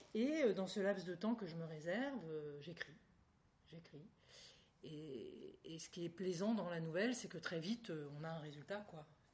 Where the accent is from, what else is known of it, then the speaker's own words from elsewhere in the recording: Dieppe, Normandy, France; Je suis normande, donc je viens du même pays que Maupassant. On était même voisins, puisque je suis originaire de Dieppe